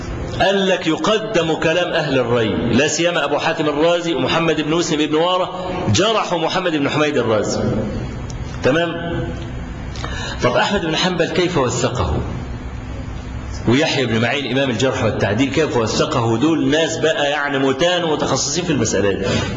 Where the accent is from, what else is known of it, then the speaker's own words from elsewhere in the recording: Egypt; فلو افترضنا مثلا رجلا مصريا، وأنا مصري